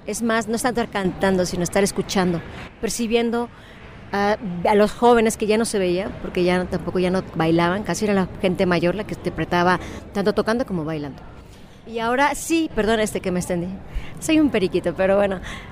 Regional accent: Tixla, Guerrero, Mexico; No, es que somos de Tixla, entonces ¿por qué traen un arpa? No, pues es que en toda la República tenemos, es maravilloso nuestro país porque hay arpas en 20 estados, ¿no? No nomás aquí en Guerrero

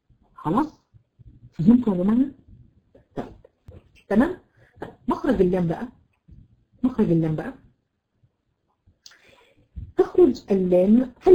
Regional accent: Egypt; عندنا في مصر عندنا مشكله جامده جدا. بيحبوا ايه؟ يحطوا الضاد ضاء

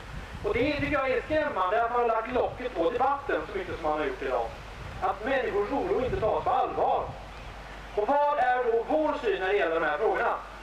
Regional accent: Gothenburg, Västra Götaland County, Sweden; jag kommer från Göteborg.

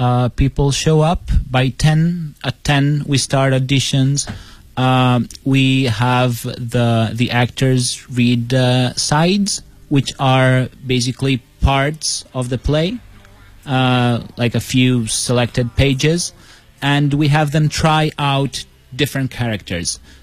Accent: Italy; English is a second language; Especially if English is not your first language. Like for me, I come from Italy. Sometimes when I read in English, I have a harder time.

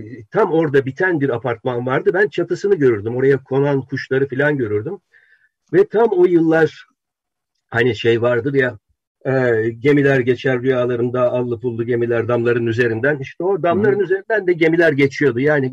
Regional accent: Ankara, Turkey; Ankara'da büyüdüm ben.

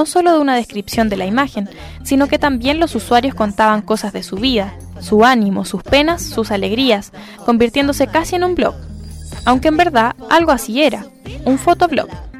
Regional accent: Chile; como los chilenos no nos quedamos atrás, nuestro país se posicionó como la segunda mayoría mundial

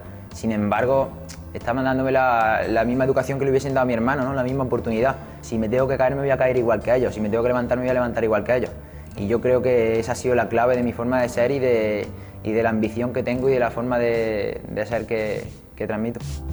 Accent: La Rambla, Andalusia, Spain; de aquí de la Rambla, de mi pueblo

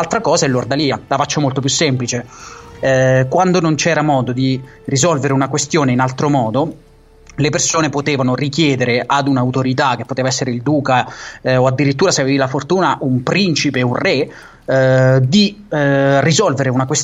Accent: Marche, Italy; accent: Marchigiano; io te parlo in marchigiano perché so, perché io so de Fermo, porca puttana. Cioè io vivo a Fermo, so de, so de Montefargo Appennino io

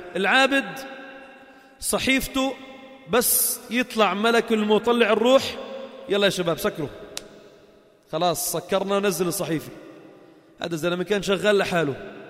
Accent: Lebanon; أنت من وين أنا من وين، قلت له I'm from Lebanon، من لبنان

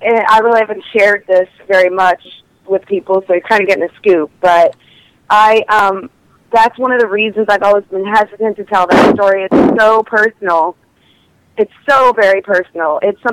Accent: Prince Edward Island, Canada; And my father was American. But I was born and raised in Prince Edward Island, although I have the opportunity to travel back and forth between the two countries often.

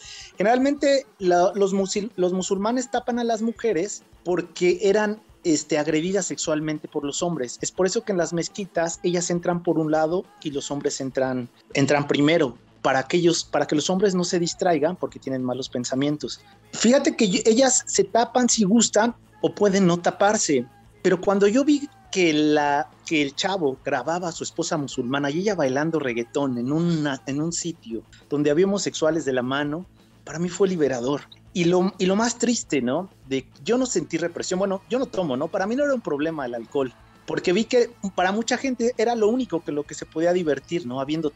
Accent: Mexico; nosotros como sociedad mexicana somos más liberales

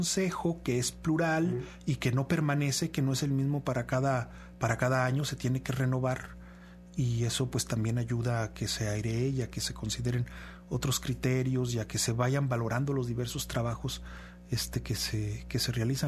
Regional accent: Aguascalientes, Mexico; De donde vengo yo, el estado de Aguascalientes

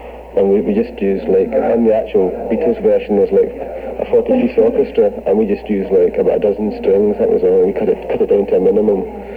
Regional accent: Glasgow, Scotland, United Kingdom; now in London, United Kingdom; originally we came down to London from Glasgow about a year ago

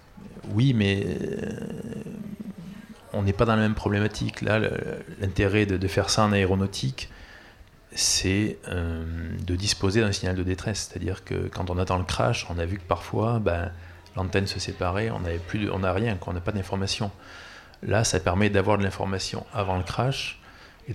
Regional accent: Toulouse, Occitanie, France; moi je suis toulousain

